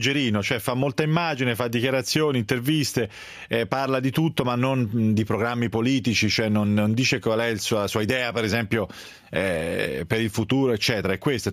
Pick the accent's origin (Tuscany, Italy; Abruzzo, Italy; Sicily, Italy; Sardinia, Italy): Tuscany, Italy; Io sono toscano.